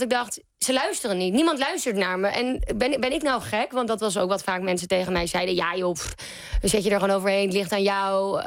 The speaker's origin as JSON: {"language": "Dutch", "town": "Amsterdam", "region": "North Holland", "country": "Netherlands", "said": "want ik kom uit Amsterdam, waar ik dus nu weer woon."}